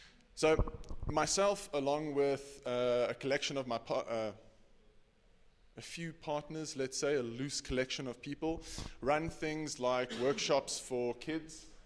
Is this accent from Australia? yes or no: no; South Africa; I'm from South Africa. For those of you that don't know, it's the red continent, country at the bottom of the African continent.